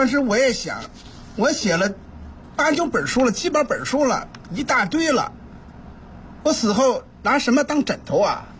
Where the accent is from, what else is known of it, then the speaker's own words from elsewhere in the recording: Wangquansi, Beijing, China; 这些村子呀，就是以我的家乡望泉寺为中心。